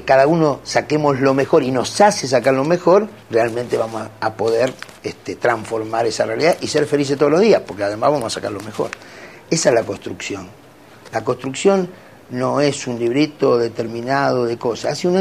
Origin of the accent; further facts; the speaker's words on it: Argentina; Somos millones los argentinos que queremos cambiar esto.